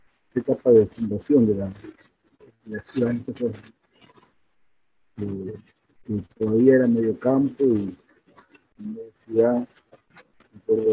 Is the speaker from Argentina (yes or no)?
yes; Buenos Aires Province, Argentina; Yo soy nacido acá en el Gran Buenos Aires, José Cepaz.